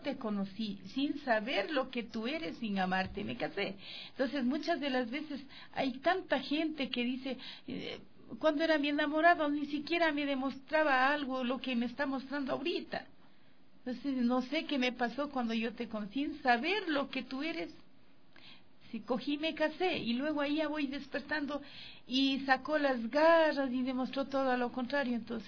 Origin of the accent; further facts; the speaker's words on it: Yanayaco, Ecuador; en mi tierra, porque a mí me conocieron solista y en mi parroquia en Yanayaco, mucha gente apoya, mucha gente ha apoyado.